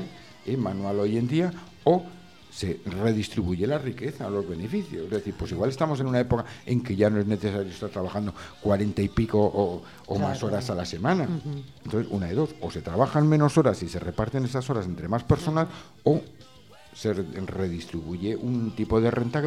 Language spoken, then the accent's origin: Spanish; Zaragoza, Aragon, Spain; de Zaragoza.